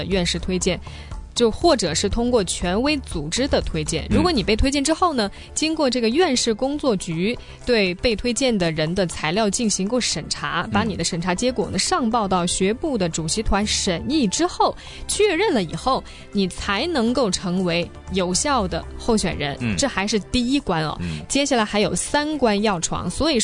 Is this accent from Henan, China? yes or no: no; Jiangxi, China; 在我老家在江西还真的有很多地方是有他的墨迹的、